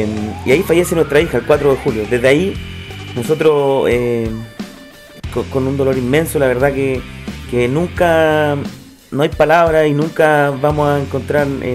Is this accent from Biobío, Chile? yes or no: no; Valparaíso, Chile; soy del Cerro Las Cañas, vivo ahí toda la vida, he vivido en el Cerro Las Cañas, cerro el cual fue afectado por el mega incendio en el año 2014.